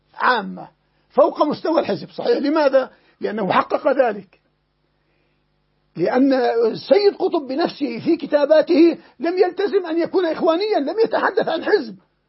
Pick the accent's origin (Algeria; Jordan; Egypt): Jordan; عندنا في الأردن وفي غيرها